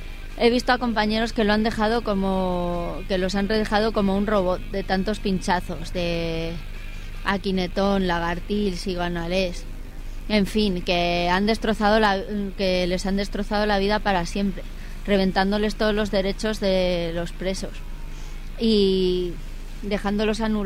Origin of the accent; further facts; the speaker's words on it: Valencia, Valencian Community, Spain; Llevo muchos años para que me lleven a mi tierra natal, Valencia.